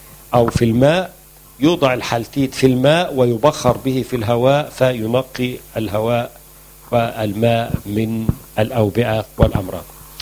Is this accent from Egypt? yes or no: yes; Egypt; موجود عندنا في مصر العديد من أنواع الخل الطبيعي،